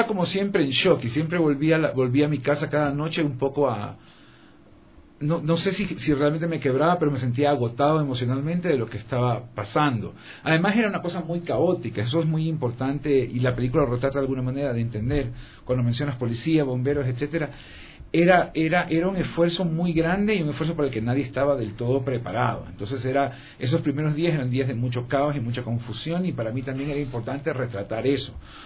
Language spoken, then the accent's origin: Spanish; Portoviejo, Manabí, Ecuador; a raíz del terremoto, pues yo soy de Puerto Viejo y tenía que quería ir a ver cómo estaba la ciudad